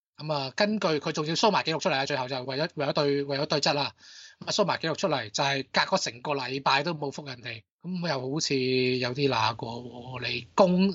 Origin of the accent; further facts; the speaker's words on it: Hong Kong; 可能因为我哋几乎都得一种语言，就系、是、有懒音嘅粤语，即系呢个香港所谓嘅香港所谓嘅香港话啦